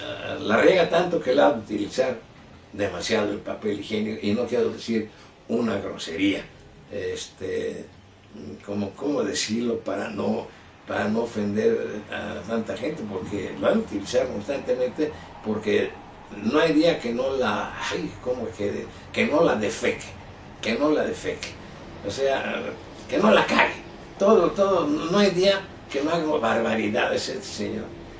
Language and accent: Spanish; Mexico; y la nación somos todos los mexicanos.